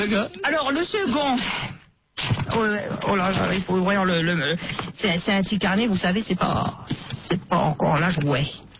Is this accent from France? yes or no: yes; Paris, Île-de-France, France; Ben, je suis né à Paris dans le 13e arrondissement. Je suis un Parisien.